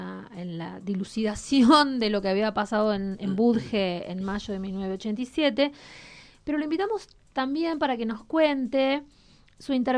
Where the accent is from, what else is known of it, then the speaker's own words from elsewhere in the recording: Quilmes, Buenos Aires Province, Argentina; Yo soy de Quilmes, lo tengo que decir, perdóneme